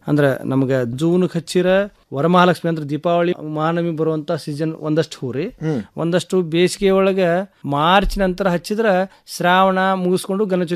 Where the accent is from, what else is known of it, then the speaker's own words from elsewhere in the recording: Kurubagatti, Karnataka, India; ನಮ್ಮದು ಊರು ಕುರುಬಗಟ್ಟಿ ಗ್ರಾಮ ರೀ, ಧಾರವಾಡ ತಾಲೂಕಿನೊಳಗೆ ಕುರುಬಗಟ್ಟಿ ಗ್ರಾಮ.